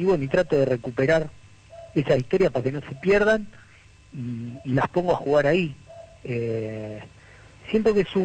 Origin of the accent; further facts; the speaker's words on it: Rosario, Santa Fe, Argentina; porque aparte de habernos plantado como rosarinos antes, para conmemorar la fecha